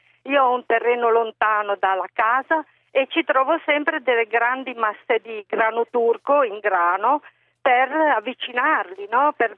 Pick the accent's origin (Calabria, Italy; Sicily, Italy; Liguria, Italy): Liguria, Italy; noi siamo liguri, abbiamo dei terreni